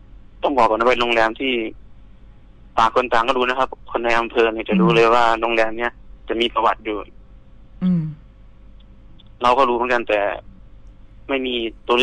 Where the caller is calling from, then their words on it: Pathum Thani, Thailand; ตอนนี้อยู่ที่ปทุมธานีครับ